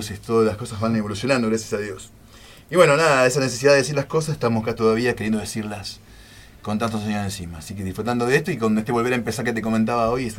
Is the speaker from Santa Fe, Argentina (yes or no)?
no; Wilde, Buenos Aires Province, Argentina; Nosotros somos de Wilde y todas las bandas que están sonando ahora, creo que la gran mayoría toqué. Yo toco desde los 16 en vivo y tengo 40